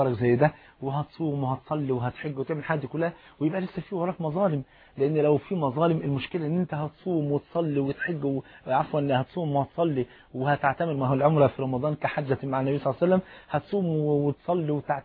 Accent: Egypt; انت عارف الفول المدمس عندنا في مصر فرض عين

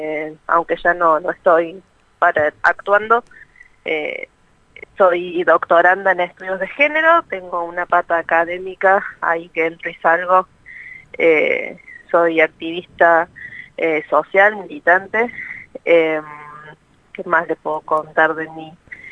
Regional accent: Córdoba, Argentina; soy de Córdoba

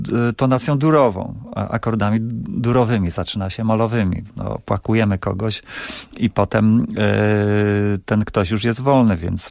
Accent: Pińczów, Świętokrzyskie Voivodeship, Poland; bo ja pochodzę z Pińczowa

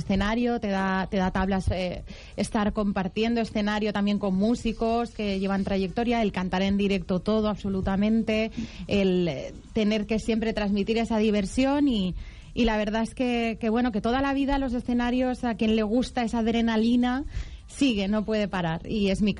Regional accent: Valencian Community, Spain; Bueno, pues yo soy una chica valenciana que a los 5 añitos comencé ya pues danza clásica.

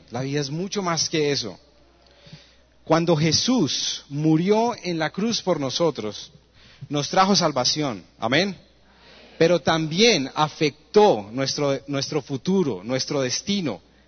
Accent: Colombia; born there; ¿por qué nacimos en Colombia? ¿Por qué nacimos en la ciudad que nacimos?

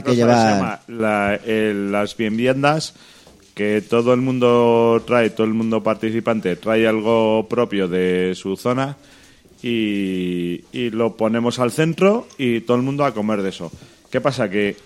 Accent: Segovia, Castile and León, Spain; Que soy de Segovia, hostias.

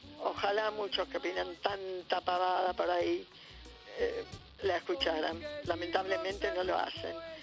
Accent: Buenos Aires, Argentina; soy de Villa Crespo.

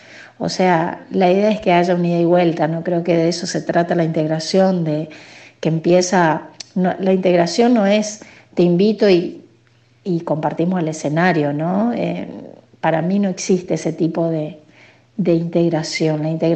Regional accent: Paso de los Libres, Corrientes, Argentina; Soy correntina, libreña, nacida ahí en frontera con uruguayana, como decimos nosotros, y lo fronterizo, pero es uruguayana, Brasil. Por parte de mi papá, la mayoría son todos brasileños

